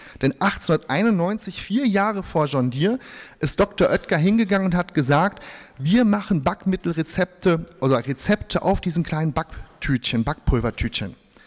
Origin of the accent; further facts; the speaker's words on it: Bielefeld, North Rhine-Westphalia, Germany; born there; Und ich bin halt ein gebürtiger Westfale. Das heißt, Westfalen sind, ich habe das vor kurzem mal in so einer Präsentation reingeschrieben, grundkonservativ, solide, Stück weit langweilig und bodenständig, weil in Bielefeld haben wir nicht viel, was uns ablenkt.